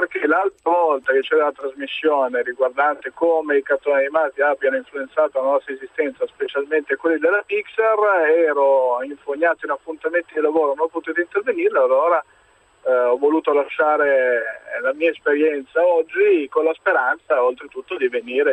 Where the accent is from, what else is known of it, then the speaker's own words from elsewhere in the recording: Turin, Piedmont, Italy; Ma io ho intenzione di fare due giri, tanto sono di Torino, mi viene facile.